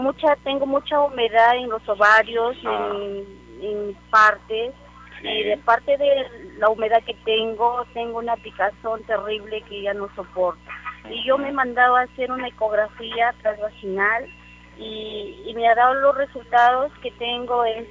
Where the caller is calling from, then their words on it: Trujillo, La Libertad, Peru; Bien, soy de Trujillo